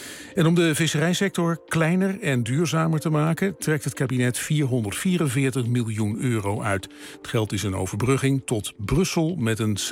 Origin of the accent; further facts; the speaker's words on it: Rotterdam, South Holland, Netherlands; Ik kom weg uit Rotterdam.